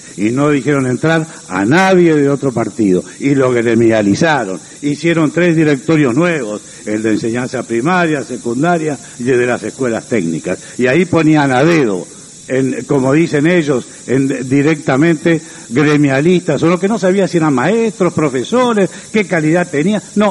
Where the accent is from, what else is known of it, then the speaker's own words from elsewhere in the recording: Uruguay; nosotros los uruguayos, como verdaderos uruguayos, no las podemos tolerar.